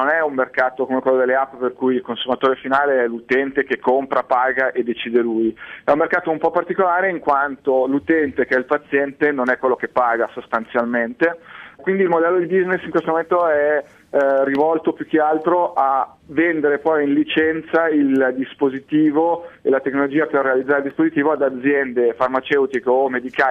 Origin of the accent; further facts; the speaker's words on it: Como, Lombardy, Italy; Io poi sono di Como è la patria della seta in Italia